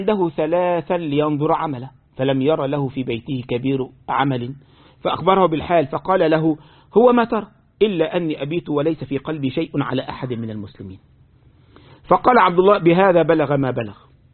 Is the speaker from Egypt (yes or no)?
yes; Egypt; زي مرة من المرات عندنا في مصر، طبعا الحاجة دي مش لقاش هنا طبعا